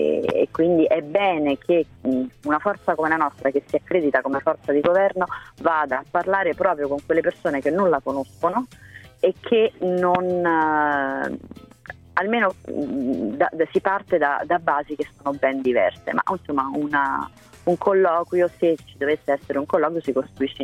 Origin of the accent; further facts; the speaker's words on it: Rome, Lazio, Italy; che da romana le dico mi procura una sofferenza inimmaginabile